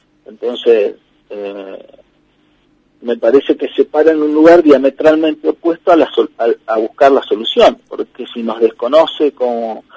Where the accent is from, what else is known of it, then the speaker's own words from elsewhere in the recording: Valcheta, Río Negro, Argentina; born there; Yo nací en Balchita.